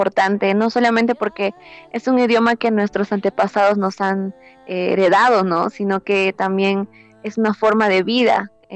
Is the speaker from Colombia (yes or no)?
no; Peru; first language Quechua; Spanish is a second language; Sí, canto en mi lengua materna, que es el quechua, y pues me encanta porque es un idioma que sentía que se estaba perdiendo